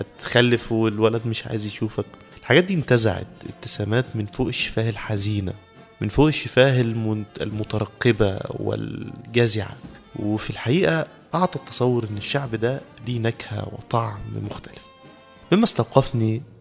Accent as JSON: {"language": "Arabic", "country": "Egypt", "said": "بدأنا نتشكك كمصريين في قدرتنا في التغلب على الأزمة"}